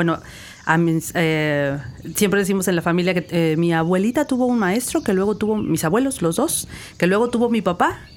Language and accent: Spanish; Huasteca, Mexico; yo que crecí en la Huasteca, pues que pudiera haber educación en Tenec o en Náhuatl. Mi municipio se habla Tenec y Náhuatl